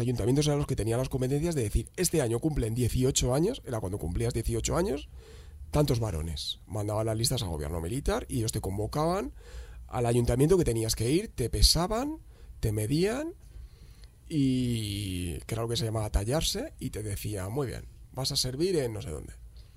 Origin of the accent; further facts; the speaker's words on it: Madrid, Community of Madrid, Spain; ¿Por qué estoy hablando del País Vasco, si somos de Madrid?